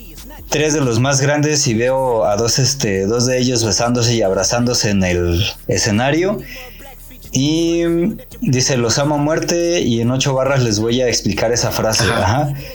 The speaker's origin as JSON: {"language": "Spanish", "region": "State of Mexico", "country": "Mexico", "said": "a mí que soy del Estado de México"}